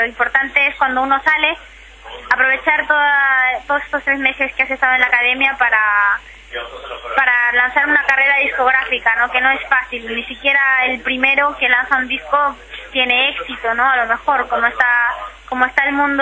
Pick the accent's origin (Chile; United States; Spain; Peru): Spain; Catalonia; aquí hay mucha gente en mi situación, ¿no? Llevamos aquí toda la vida, ¿no? Y todos mis recuerdos, toda mi infancia, toda mi adolescencia está aquí, mis amigos, mi vida, mi colegio.